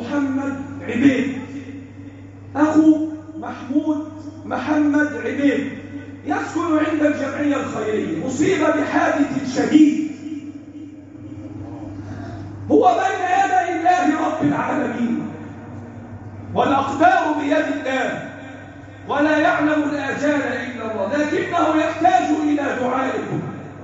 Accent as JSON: {"language": "Arabic", "country": "Egypt", "said": "اللهم احفظ بلدنا مصر"}